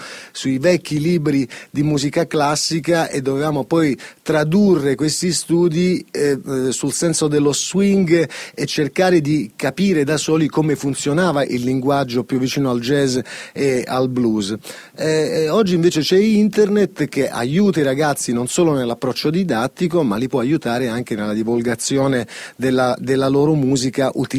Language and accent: Italian; Calabria, Italy; No, invece proprio da calabrese